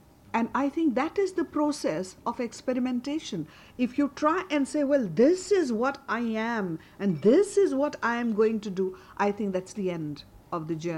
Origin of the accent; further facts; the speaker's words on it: Mumbai, Maharashtra, India; I come from Bombay. And now Bombay is a metropolis